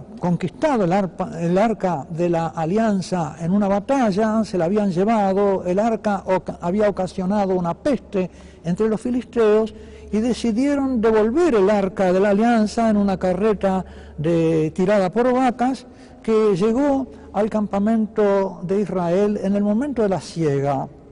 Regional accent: Uruguay; también un episodio que he visto en mi país, en el Uruguay, durante la Semana Santa

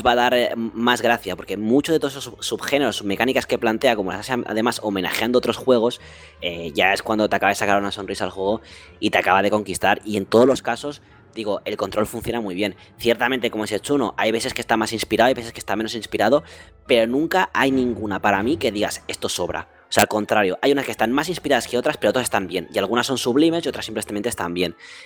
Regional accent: Catalonia, Spain; Yo, como soy catalán, nada

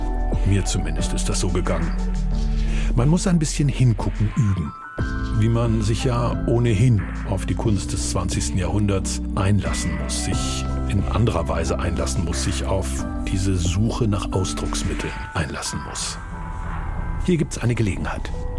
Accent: Bremen, Germany; In meiner Heimatstadt Bremen ist die Malerin

